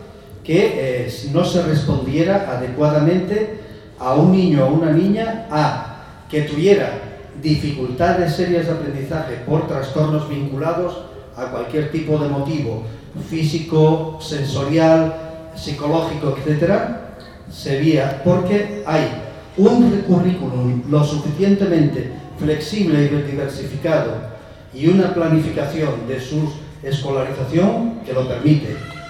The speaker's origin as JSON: {"language": "Spanish", "town": "Valdés", "region": "Asturias", "country": "Spain", "said": "yo que soy del Concejo de Valdés, trabajo en el Concejo de Valdés"}